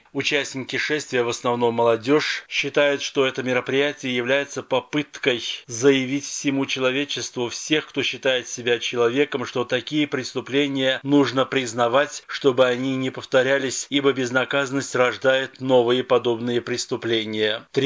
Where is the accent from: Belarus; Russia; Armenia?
Armenia; Миру мы должны сказать, что мы армяне, мы должны жить.